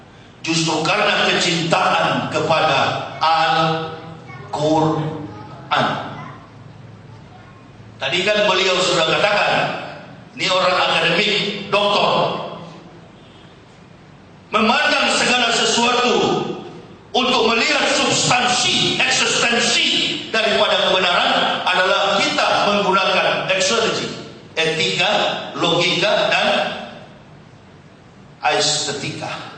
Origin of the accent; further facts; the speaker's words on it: Manado, North Sulawesi, Indonesia; saya orang Manado.